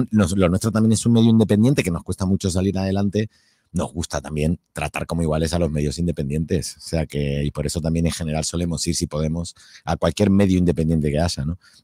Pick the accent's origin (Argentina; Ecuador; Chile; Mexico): Argentina; moved away as an adult; now in Spain; Bueno, soy hispano-argentino porque tengo las dos nacionalidades y ya ahora he cumplido este año 27 años en España.